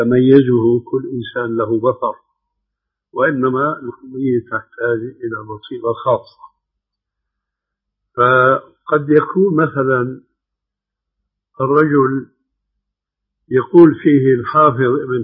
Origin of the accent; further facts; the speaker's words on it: Syria; ومثل ما يقولون عندنا بسوريا ما بقى في الكرم إلا الحطب